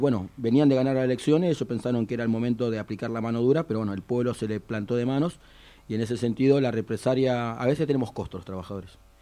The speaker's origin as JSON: {"language": "Spanish", "town": "Comodoro Rivadavia", "region": "Chubut", "country": "Argentina", "tie": "born or raised there", "said": "Yo soy nacido y criado en Comodoro Rivadavia, desde que nací vivo en el mismo barrio"}